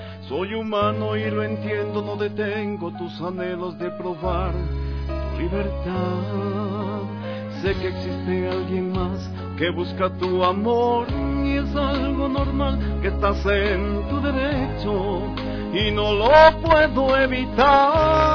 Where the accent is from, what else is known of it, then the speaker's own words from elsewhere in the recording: Quito, Pichincha, Ecuador; Bueno, soy de aquí de Quito. Nací en el año de 1973, 10 de diciembre.